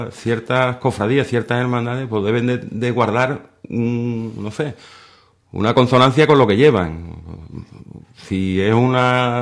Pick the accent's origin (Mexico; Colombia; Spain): Spain; Seville, Andalusia; born there; yo nací en Sevilla y en Sevilla es donde comencé mis andaduras cofrades.